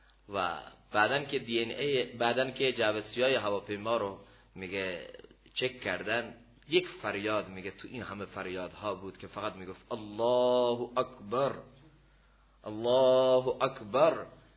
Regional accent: Iran; گفتم من از ایران هستم.

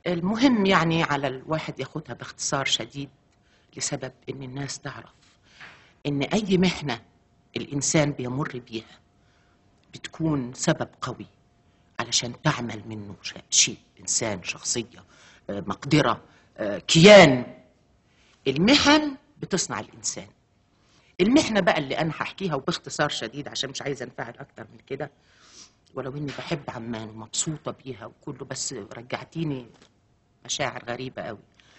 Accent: Upper Egypt, Egypt; هم ربوني هم عارفين إن أنا ست صعيدية، بنت صعيدية ودغري وصادقة

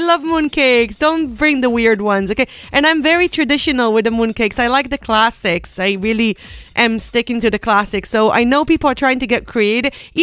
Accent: Israel; English is a second language; now in China; I'm coming from Israel, the land of pomegranate.

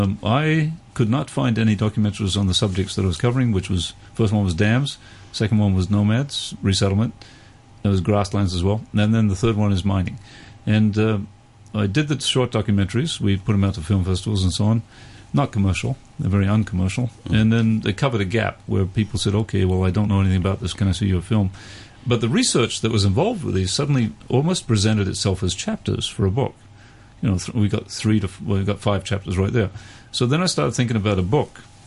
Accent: Canada; I'm Canadian.

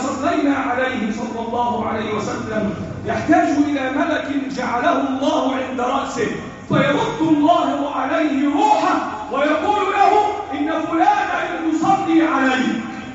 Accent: Egypt; اللهم احفظ بلدنا مصر وسائر بلاد المسلمين

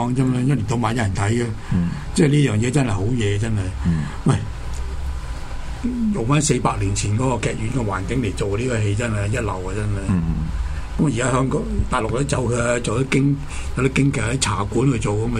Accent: New York, United States; 我紐約人

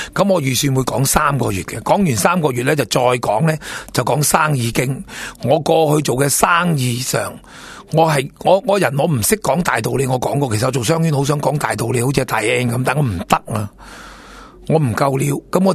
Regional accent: Singapore; 如果冇我哋新加坡人啊食屎啦，食纸皮

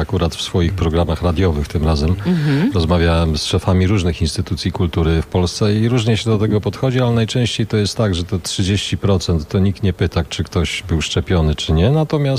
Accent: Gdańsk, Pomeranian Voivodeship, Poland; Wybieram Gdańsk jako gdańszczanin rodowity.

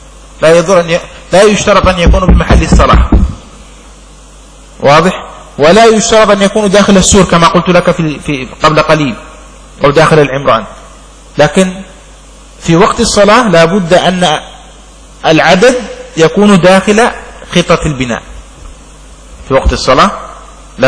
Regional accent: Yemen; عندنا في اليمن لا تكاد تجد هذا، لعله عندنا بسبب سخونة الجو، جو حار ما شاء الله هنا

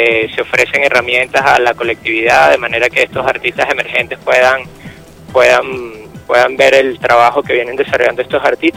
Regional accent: Venezuela; nuestro trabajo como artistas venezolanos

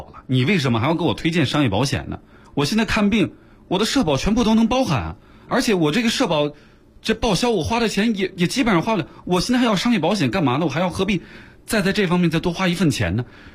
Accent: China

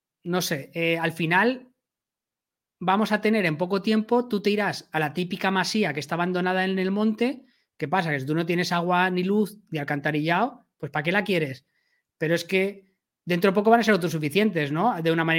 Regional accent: Castellón de la Plana, Valencian Community, Spain; yo soy de Castellón, ¿vale? En Castellón los precios no han subido nada desde la crisis.

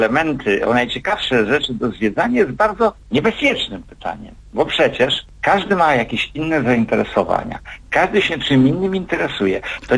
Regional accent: Warmian-Masurian Voivodeship, Poland; ja mieszkam w Olsztynie, mimo że jestem wiceprezesem Zarządu Głównego PTTK w Warszawie i urodziłem się i wychowałem się na Warmii, Mazury mam blisko

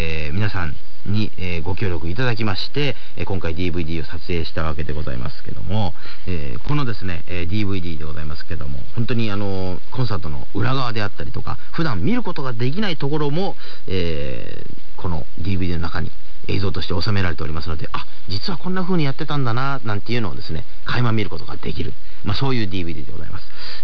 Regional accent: Otoyo, Kochi, Japan; 地元高知県の大豊町に日本一の大杉というね、すごい大きな杉の木があるんですよ。

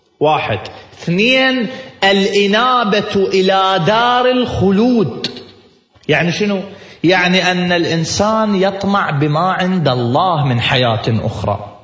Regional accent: Iraq; في واحد شيخ قبيلة عندنا في العراق

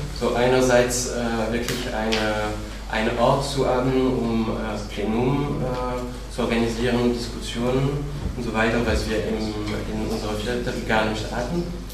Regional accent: Paris, Île-de-France, France; Also ich komme aus Paris

